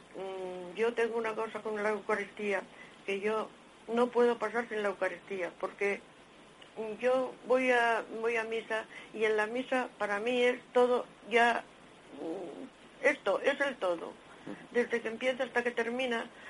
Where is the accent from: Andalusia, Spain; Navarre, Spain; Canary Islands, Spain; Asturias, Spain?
Asturias, Spain; de Asturias.